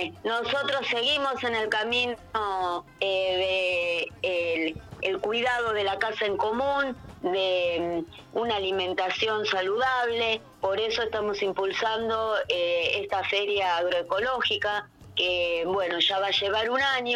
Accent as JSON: {"language": "Spanish", "town": "Cosquín", "region": "Córdoba", "country": "Argentina", "said": "porque no solo somos de Cosquín"}